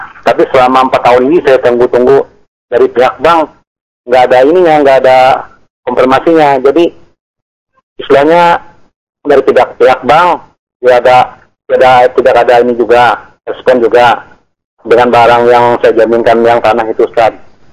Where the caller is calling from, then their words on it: Kalimantan, Indonesia; Ini saya dari … dari Kalimantan.